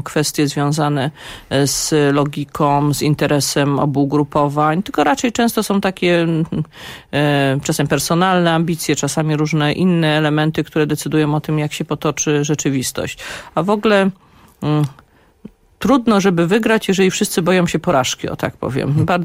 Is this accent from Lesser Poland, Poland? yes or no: no; Łódź, Łódź Voivodeship, Poland; ja na przykład jestem z Łodzi, z miasta, które dla mnie jest najważniejsze